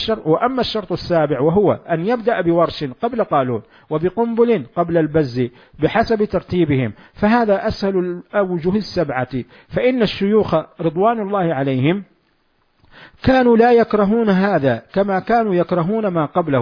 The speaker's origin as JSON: {"language": "Arabic", "region": "Hejaz", "country": "Saudi Arabia", "accent": "Hejazi", "said": "أو بلهجتنا نحن الحجاز التريقة"}